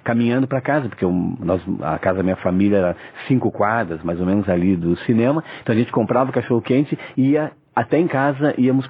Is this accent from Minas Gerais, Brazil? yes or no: no; Caxias do Sul, Rio Grande do Sul, Brazil; born there; Foi no Cinema Real em Caxias do Sul, onde eu nasci